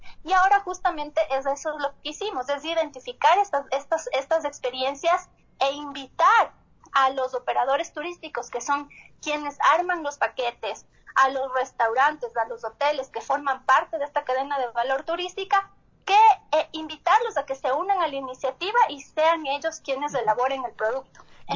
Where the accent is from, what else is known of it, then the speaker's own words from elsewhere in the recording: Quito, Pichincha, Ecuador; nosotros como quiteños